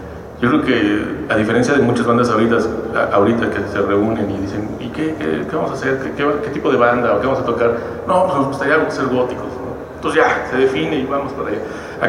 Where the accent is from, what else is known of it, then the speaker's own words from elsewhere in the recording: Mexico; nosotros como mexicanos estamos en esa ambigüedad